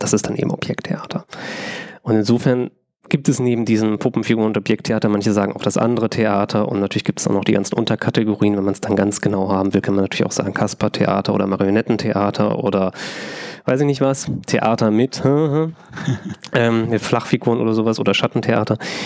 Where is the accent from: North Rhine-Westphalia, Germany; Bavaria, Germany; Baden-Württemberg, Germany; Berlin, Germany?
North Rhine-Westphalia, Germany; Ich komme aus Westfalen, also da sagt man Figurentheater.